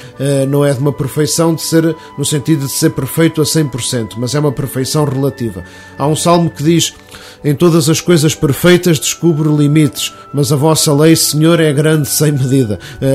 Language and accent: Portuguese; Portugal; Isto envergonha-nos a todos como portugueses